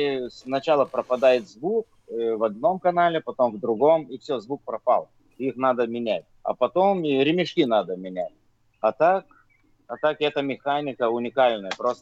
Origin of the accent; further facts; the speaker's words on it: Vilnius, Vilnius County, Lithuania; Я диджей из Вильнюса, из Литвы.